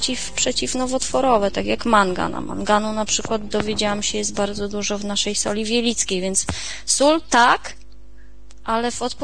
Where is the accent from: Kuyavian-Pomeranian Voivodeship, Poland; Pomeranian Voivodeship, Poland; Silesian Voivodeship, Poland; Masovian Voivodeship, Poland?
Masovian Voivodeship, Poland; Warsaw; Ja z Warszawy.